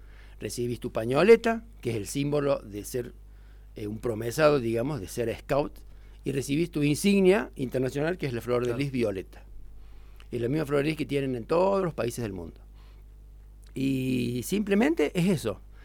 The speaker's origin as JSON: {"language": "Spanish", "town": "La Falda", "region": "Córdoba", "country": "Argentina", "tie": "born there", "lives_now": "Villa Giardino, Argentina", "said": "Yo soy nacido en La Falda, mi familia toda completa es de La Falda."}